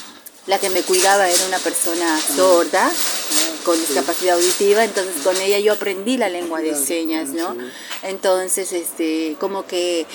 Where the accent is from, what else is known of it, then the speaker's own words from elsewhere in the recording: Bolivia; recién en mi país, con el gobierno de Evo, de hace 14 años, hay que reconocerlo